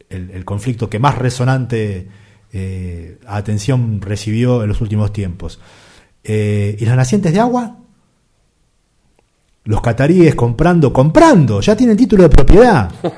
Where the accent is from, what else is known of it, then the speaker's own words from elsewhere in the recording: Bariloche, Río Negro, Argentina; Uno se toma un taxi en Buenos Aires, el tachero te pregunta de dónde viene usted, yo le digo vengo de Bariloche